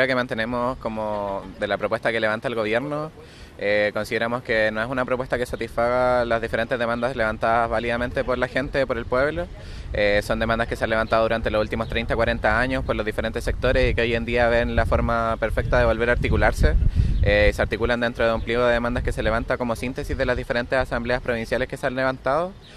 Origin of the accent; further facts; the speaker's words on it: Chile; a nosotros y a nosotras como chilenos y chilenas